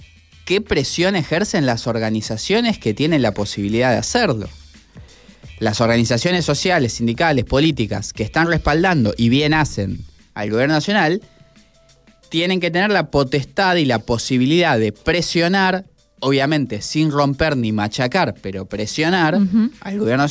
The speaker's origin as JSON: {"language": "Spanish", "country": "Argentina", "said": "Digamos, me hago cargo como argentino"}